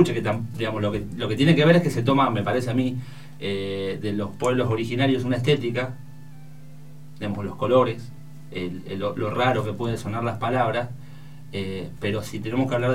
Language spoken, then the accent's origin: Spanish; Argentina; y que son argentinos, es decir, yo también soy argentino, son parte de mi estado, de la historia de mi estado